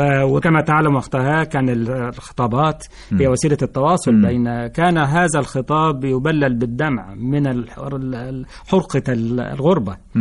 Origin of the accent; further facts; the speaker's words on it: Sohag, Sohag Governorate, Egypt; احنا كان عندنا في سوهاج، وأنا من سوهاج،